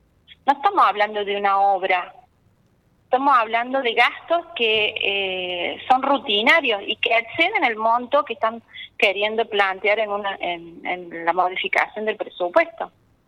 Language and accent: Spanish; Saldán, Córdoba, Argentina; No, yo soy de Saldán